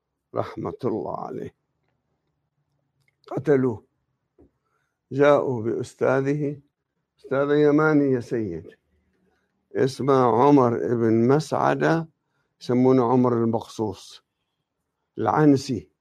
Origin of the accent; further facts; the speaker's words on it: Jabal Amel, Lebanon; أنا لست من منطقة النبطية، أصولنا عاملين من النبطية، لكن أنا من أهلي. إحنا نعتبر النبطية ساحل، إحنا أهل الجبال